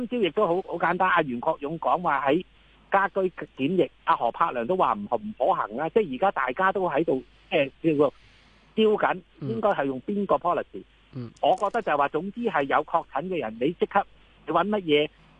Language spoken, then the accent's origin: Cantonese; Hong Kong; 咪大陸開始唔俾我哋香港人過大陸都要檢疫14日囉。